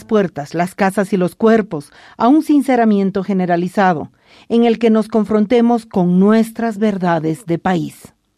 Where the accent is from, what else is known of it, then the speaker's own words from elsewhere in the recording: Bolivia; El mar al que yo accedí como boliviana fue una bandera sucia.